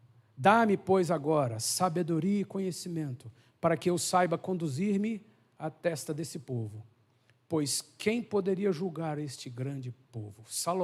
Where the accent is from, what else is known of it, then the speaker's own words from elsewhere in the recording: Brazil; Nós, como brasileiros, faz força, se vira